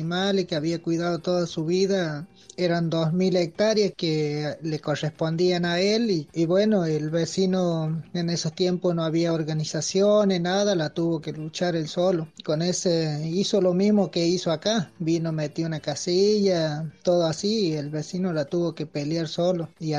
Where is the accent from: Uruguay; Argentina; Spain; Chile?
Argentina; La Encrucijada, Córdoba; soy de La Encrucijada, paraje El Escondido, departamento Río Seco, provincia de Córdoba, y pertenezco a la Unión Campesina del Norte.